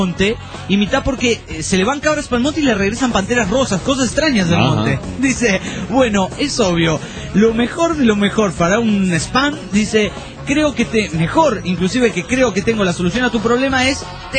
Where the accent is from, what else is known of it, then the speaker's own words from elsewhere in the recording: Paraguay; soy del Paraguay. Este es el amigo del Paraguay.